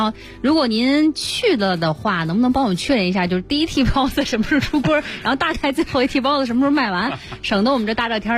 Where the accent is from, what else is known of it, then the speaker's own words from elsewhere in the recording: Beijing, China; 这种人啊，咱们北京人特别爱形容他们